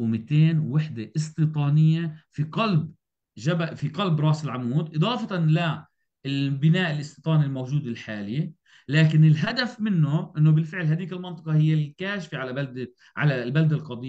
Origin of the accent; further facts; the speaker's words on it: Jerusalem, Palestine; يعني أنا كمواطن مقدسي إذا بدي أروح أتوجه إنه أبني منشأة أو بيت